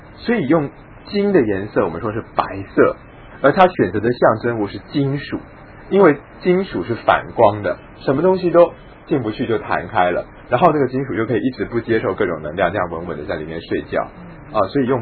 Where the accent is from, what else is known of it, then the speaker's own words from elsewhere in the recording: Taiwan; 那于是我们台湾人有时候就会反省说，哦，我们台湾人不够文化啊